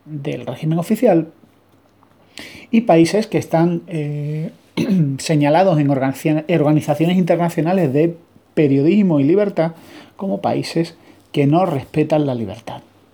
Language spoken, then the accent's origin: Spanish; Spain